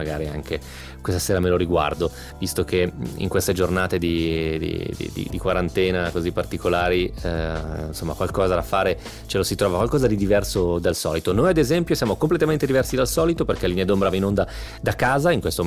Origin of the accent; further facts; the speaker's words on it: Romentino, Piedmont, Italy; essendo piemontese, all'epoca vivevo ancora al mio paese, a Romentino, in provincia di Novara, frequentavo Novara, era la città più grande che frequentavo